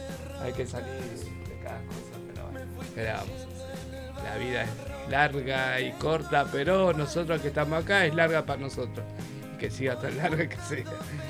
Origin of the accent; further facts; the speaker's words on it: Argentina; ojalá que Japón haga un buen torneo, loco, y que se traiga la Copa Argentina, como todo argentino, ¿no?